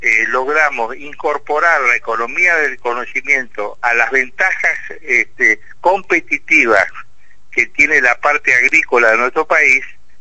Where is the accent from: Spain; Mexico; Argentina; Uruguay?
Argentina; Santa Fe; y los que más en mora estamos, somos los santafesinos, que somos una ciudad de tradición administrativa.